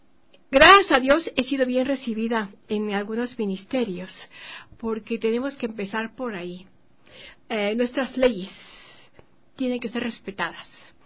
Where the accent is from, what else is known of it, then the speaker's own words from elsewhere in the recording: Ecuador; como ecuatoriana que soy, dije: no, mi patria, voy primero a Ecuador.